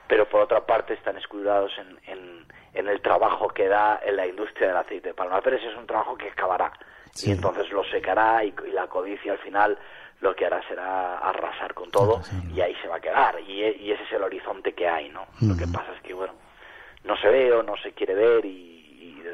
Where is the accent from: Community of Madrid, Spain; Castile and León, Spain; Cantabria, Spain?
Castile and León, Spain; Palencia; salimos de la ciudad de Palencia, uh-huh, de donde yo soy, con otro palentino, Alberto Fernández